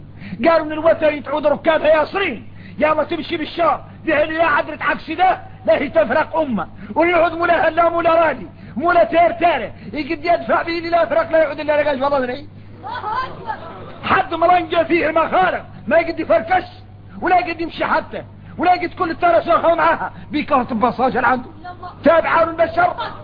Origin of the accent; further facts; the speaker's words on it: Mauritania; احنا درك موريتاني عندنا فهم عن مولانا خاص